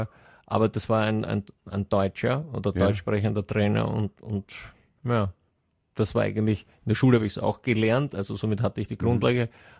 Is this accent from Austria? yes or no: no; Sweden; aber bei uns in Schweden gibt es natürlich auch Gegenden, wo noch gar kein Internet ist.